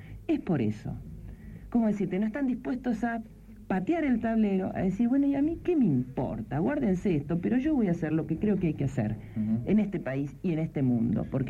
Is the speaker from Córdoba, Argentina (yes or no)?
no; Buenos Aires, Argentina; also born or lived in Comodoro Rivadavia; Yo, de acá, de Capital.